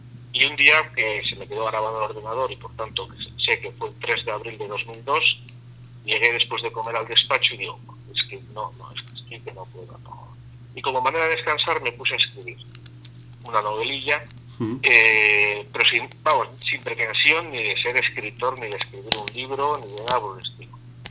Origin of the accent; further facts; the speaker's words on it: San Sebastián, Basque Country, Spain; also born or lived in Belgium; Como soy de aquí, de San Sebastián, muy cerquita de la frontera, pues puse el despacho en Francia